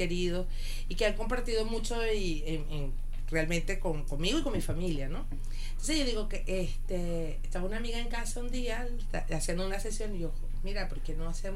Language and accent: Spanish; Venezuela; una serie que hizo en mi país, en Venezuela